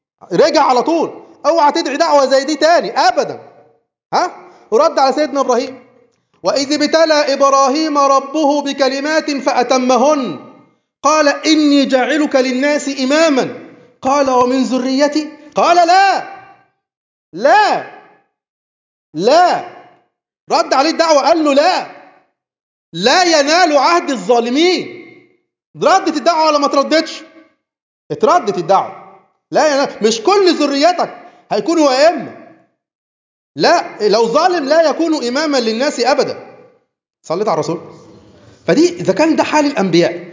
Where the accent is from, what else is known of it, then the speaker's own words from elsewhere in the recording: Egypt; مشكلتنا ان احنا مصريين متعصبين لوطنيتنا قوي،